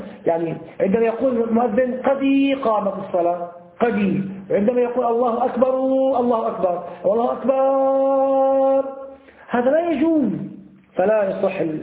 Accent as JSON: {"language": "Arabic", "town": "Damascus", "region": "Damascus Governorate", "country": "Syria", "said": "عندنا في دمشق في الأحياء التجارية مثل السوق متحداشة يوجد مساجد كثيرة"}